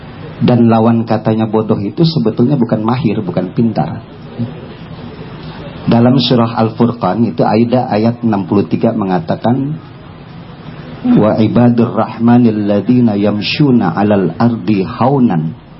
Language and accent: Indonesian; Jakarta, Indonesia; Nah kebetulan saya orang Betawi, ya, saya Betawi asli, ya.